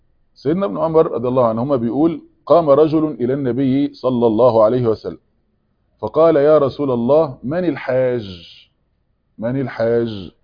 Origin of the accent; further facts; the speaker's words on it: Egypt; عندنا في مصر